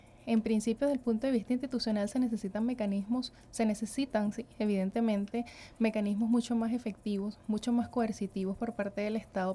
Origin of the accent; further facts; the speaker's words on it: Venezuela; cómo como venezolanos vamos realmente a defender nuestro país